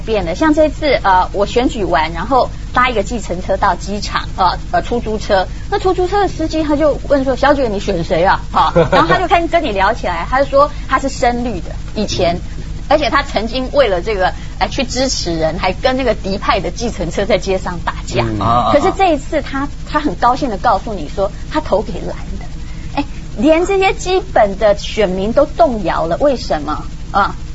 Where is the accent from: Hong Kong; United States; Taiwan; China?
Taiwan; 在台湾我分得清楚我是台湾人